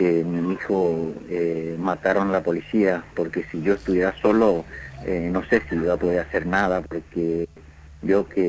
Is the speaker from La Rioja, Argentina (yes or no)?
no; Misiones, Argentina; moved away; Estamos acá siempre, desde que vine de Misiones estoy acá en esta casa, y ahí estamos con mi familia.